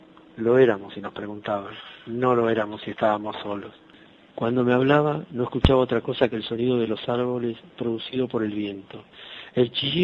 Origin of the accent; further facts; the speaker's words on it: Buenos Aires, Argentina; soy de Buenos Aires, Argentina.